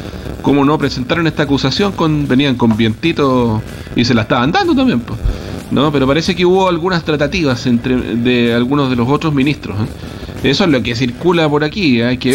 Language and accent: Spanish; Temuco, Araucanía, Chile; Sí, yo soy de Temuco, es lo único